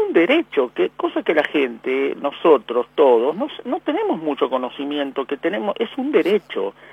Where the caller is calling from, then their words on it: Buenos Aires, Argentina; de Floresta.